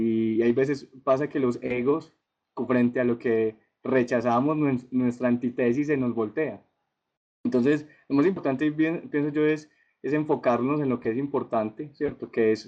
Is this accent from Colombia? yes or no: yes; Colombia; hay gente aquí en mi país y hay gente también en mi ciudad que piensa de una manera similar, estamos alineados, entonces es excelente. Entonces, de una manera muy humilde, lo que les pueda colaborar con todo de parte de Colombia y aparte aquí en Manizales